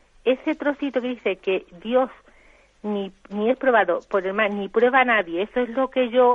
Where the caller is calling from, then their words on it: Jerez de la Frontera, Andalusia, Spain; de Jerez.